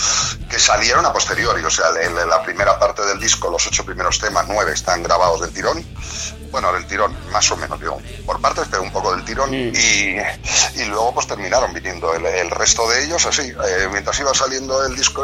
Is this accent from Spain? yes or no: yes; Bustarviejo, Community of Madrid, Spain; iba teniendo relación con músicos de aquí, de mi pueblo, de Bustar Viejo